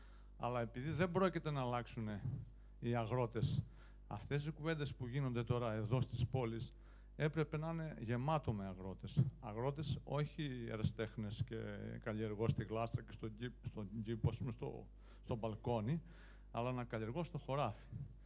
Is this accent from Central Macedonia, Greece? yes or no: yes; Kilkis, Central Macedonia, Greece; Κι εγώ είμαι αγρότης από το Κιλκής